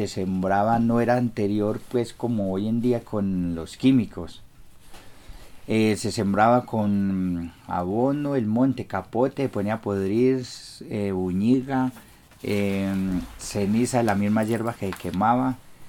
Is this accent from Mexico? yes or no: no; Guarne, Antioquia, Colombia; born there; No, nací en Guarne y en este momento cumplí los 50.